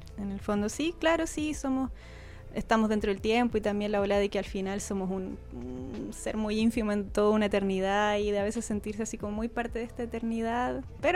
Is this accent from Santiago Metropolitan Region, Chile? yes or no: no; Quilpué, Valparaíso, Chile; now in Valparaíso, Chile; Mitad Quilpué, mitad Valparaíso, porque como la adolescencia la pasé en Quilpué y después me vine a Valpo, estuve como 2 años creo viviendo en Valparaíso y ahora volví y me fui a vivir al cerro, a Quilpué, al cerro, un lugar muy hermoso con muchos árboles.